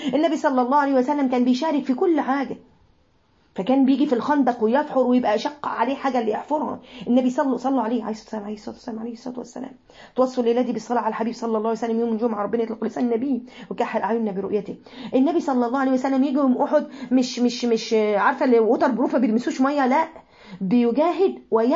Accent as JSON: {"language": "Arabic", "town": "Mansoura", "region": "Dakahlia", "country": "Egypt", "said": "من المنصورة ربنا يبارك في الجميع"}